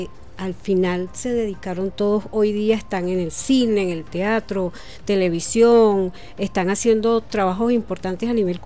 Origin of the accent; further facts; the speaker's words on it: Caracas, Capital District, Venezuela; now in Yaracuy, Venezuela; Yo realmente soy de aquí, de Propatria.